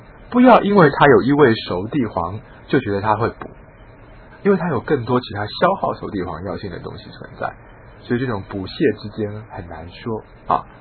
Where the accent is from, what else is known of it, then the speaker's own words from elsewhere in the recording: China; 我们中国人说心为君主之官